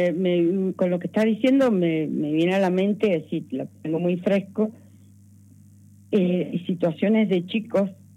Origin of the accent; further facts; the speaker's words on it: Mendoza, Argentina; Yo soy mendocina, me siento internacional